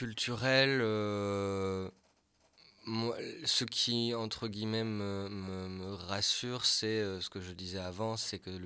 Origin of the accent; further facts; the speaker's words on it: Wallonia, Belgium; born there; Moi, je suis né dans les Ardennes belges.